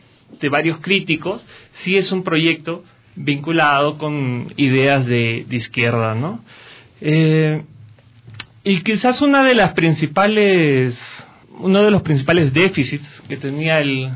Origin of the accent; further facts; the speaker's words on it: Peru; now in Ecuador; Soy peruano, residiendo desde el 2007 acá en Ecuador, con hay un pequeño intervalo que estuve de regreso por mi país